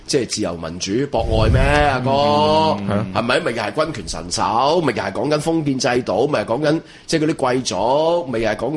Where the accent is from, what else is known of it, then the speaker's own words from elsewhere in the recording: Hong Kong; born there; 我係香港人屌因為我嚟咗香港好耐因為我喺香港出世